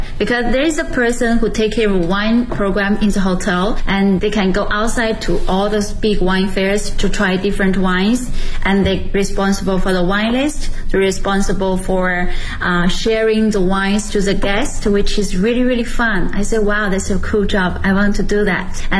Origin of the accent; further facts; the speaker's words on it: Shijiazhuang, Hebei, China; now in Beijing, China; I'm originally from Hebei province and Shijiazhuang City.The capital of the Hebei province. And right now I'm working in Beijing